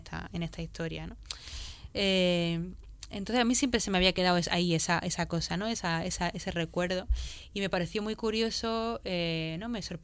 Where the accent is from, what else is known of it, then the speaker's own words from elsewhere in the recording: Granada, Andalusia, Spain; yo me crié en Granada también